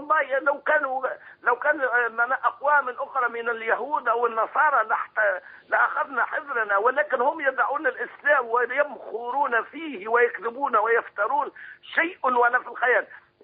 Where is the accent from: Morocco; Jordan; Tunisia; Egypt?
Tunisia; من تونس يا سيدي الفاضل